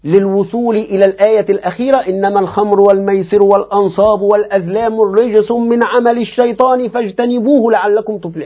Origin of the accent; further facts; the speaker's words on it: Egypt; يعني نحن وأنا حتى كمصري، ما كلنا أعاجم